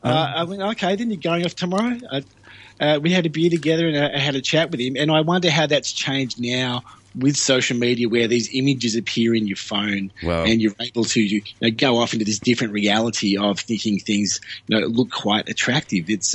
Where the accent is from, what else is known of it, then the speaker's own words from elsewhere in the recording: Australia; because we're Australian and we need to simplify everything we say.